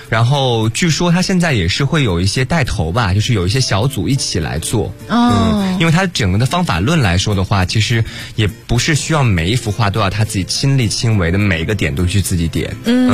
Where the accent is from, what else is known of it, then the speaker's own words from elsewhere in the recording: Guizhou, China; 在我看来，其实在南方，我是贵州人